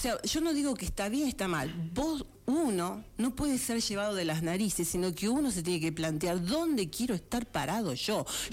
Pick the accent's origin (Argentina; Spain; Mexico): Argentina; ¿Quiénes somos los argentinos?